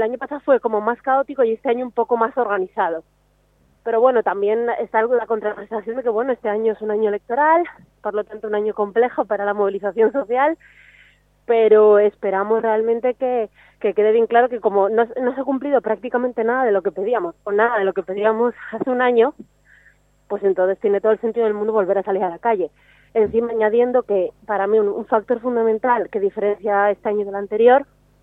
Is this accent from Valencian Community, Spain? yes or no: no; Oviedo, Asturias, Spain; A ver, yo soy de Oviedo